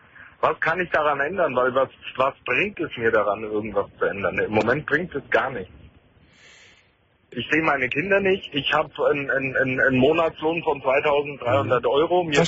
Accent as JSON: {"language": "German", "town": "Nuremberg", "region": "Bavaria", "country": "Germany", "said": "ich war zweimal in Nürnberg in der Therapie, weil ich komme aus Nürnberg."}